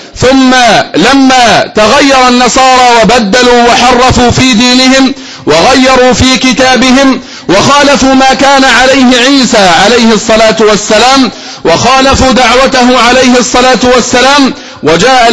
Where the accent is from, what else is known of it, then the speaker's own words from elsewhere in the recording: Egypt; فنحن أصل هذه البلد وأهل هذه البلد، فنحن أصلها وأهلها، أصلها وأهلها بانتسابنا إلى هذه البلد كمصريين، وأصلها وأهلها بانتسابنا إلى دين الله تبارك وتعالى